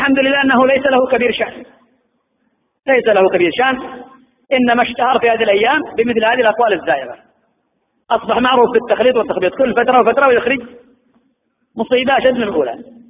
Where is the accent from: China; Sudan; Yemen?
Yemen; وأنا والله أعجب من المشايخ عندنا في اليمن